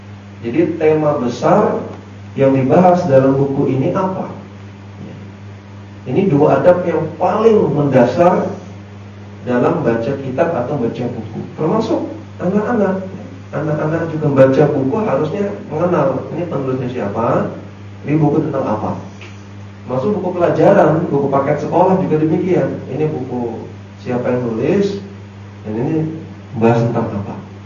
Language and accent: Indonesian; Bogor, West Java, Indonesia; Saya asli Bogor, ya, Bogor Jakarta.